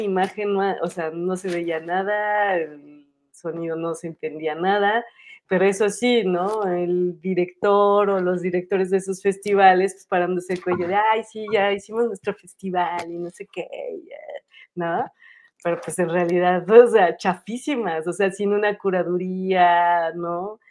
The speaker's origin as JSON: {"language": "Spanish", "town": "Toluca", "region": "State of Mexico", "country": "Mexico", "tie": "born or raised there", "said": "que fue en mi pueblo natal"}